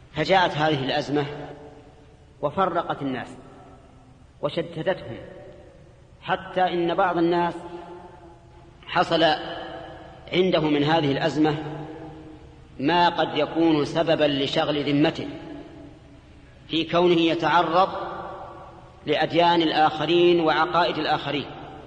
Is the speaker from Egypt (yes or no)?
no; Saudi Arabia; الصراع الكلامي الموجود هنا عندنا في السعودية